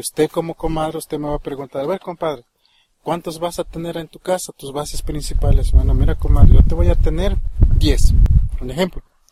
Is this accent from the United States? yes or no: no; Mexico; esta tradición y este dialecto que nosotros hablamos es una parte de nosotros como mexicanos.